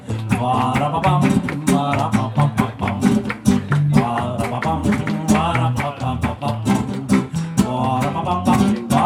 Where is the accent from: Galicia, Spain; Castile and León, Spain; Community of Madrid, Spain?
Community of Madrid, Spain; Madrid; Es que soy de Madrid